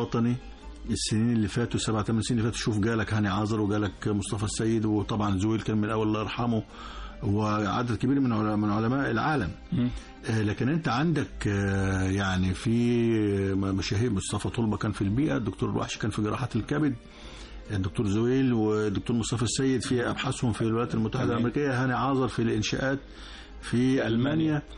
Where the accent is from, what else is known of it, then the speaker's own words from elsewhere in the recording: Egypt; فإحنا مصريين جنسية يعني نفتخر بها جدا